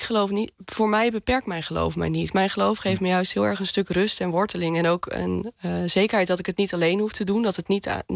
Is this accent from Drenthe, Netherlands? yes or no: yes; Assen, Drenthe, Netherlands; moved away as an adult; Ja, ik ben opgegroeid in Assen, in Drenthe. En ik ben op mijn 18e verhuisd naar Enschede voor mijn studie. Ik heb altijd in Groningen op de middelbare school gezeten. Dus nou ja, het noorden en het oosten, dat voel ik me gewoon wel lekker thuis.